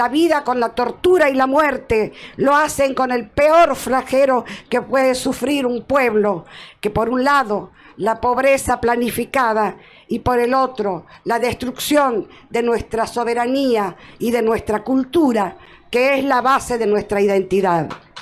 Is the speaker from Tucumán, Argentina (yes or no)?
yes; Tucumán, Argentina; vengo desde Tucumán, de ese pueblito provinciano, pero fuerte y aguerrido